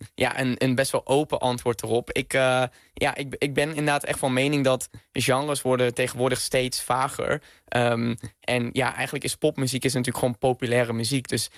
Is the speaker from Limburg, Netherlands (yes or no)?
yes; Venray, Limburg, Netherlands; Ja, geboren en getogen in Venray, in Noord-Limburg.